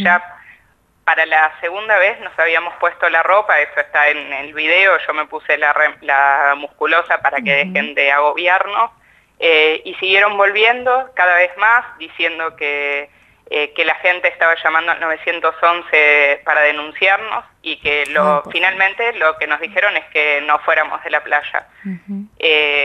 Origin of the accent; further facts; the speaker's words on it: Necochea, Buenos Aires Province, Argentina; en la playa, en Necochea, que es la ciudad de donde yo soy